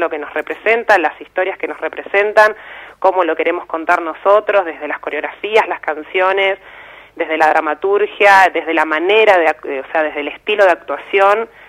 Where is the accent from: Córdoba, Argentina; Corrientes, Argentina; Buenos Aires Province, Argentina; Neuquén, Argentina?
Buenos Aires Province, Argentina; La Plata; now in Buenos Aires, Argentina; platense. Claro, yo soy de La Plata y hace como ya 7-8 años que estoy viviendo en Capital.